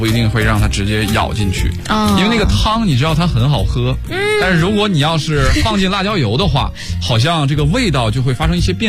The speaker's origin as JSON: {"language": "Chinese", "region": "Heilongjiang", "country": "China", "tie": "born or raised there", "said": "就起码在我的老家黑龙江，我会经常看到有这个兰州牛肉拉面。"}